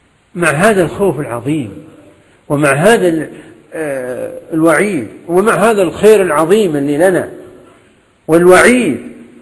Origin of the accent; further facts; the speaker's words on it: Kuwait; لا من الموجودين عندنا في الكويت